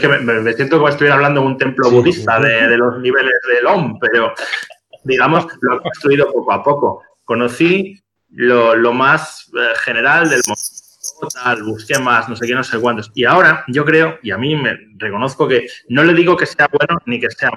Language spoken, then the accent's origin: Spanish; Santander, Cantabria, Spain; now in Madrid, Spain; Y lo he visto en Santander, de donde yo soy, aunque vivo en Madrid.